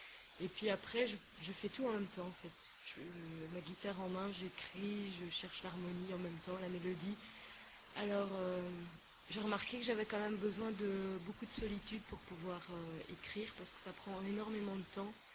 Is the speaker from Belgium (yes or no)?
yes; Belgium; Il faut dire que chez nous, en Belgique, il pleut beaucoup.